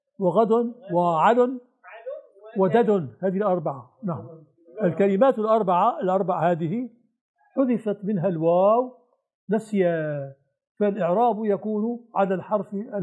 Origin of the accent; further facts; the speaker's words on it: Syria; عندنا في الشام في البناء سقيفة فراغ تحت السقف